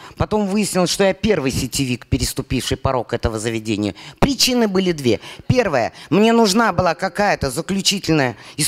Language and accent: Russian; Bashkortostan, Russia; born there; Я родилась в Башкортостане.